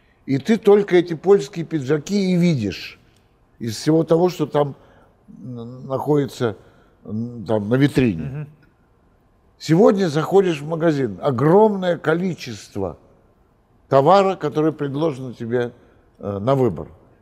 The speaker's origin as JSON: {"language": "Russian", "region": "Moscow", "country": "Russia", "tie": "born or raised there", "said": "Я коренной москвич, поэтому я помню, когда этого не было."}